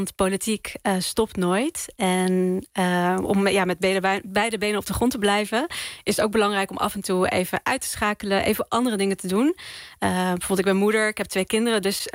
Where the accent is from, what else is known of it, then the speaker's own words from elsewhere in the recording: The Hague, South Holland, Netherlands; now in Rotterdam, Netherlands; want ik kom uit Den Haag. Ik woon nu in Rotterdam.